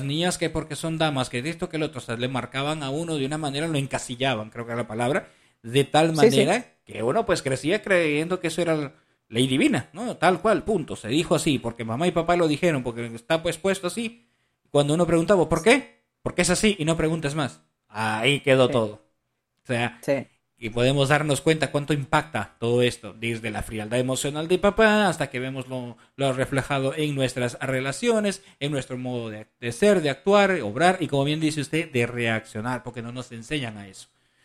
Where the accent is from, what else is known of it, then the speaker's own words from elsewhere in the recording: Peru; En mi país, en Perú, le dicen papá gobierno.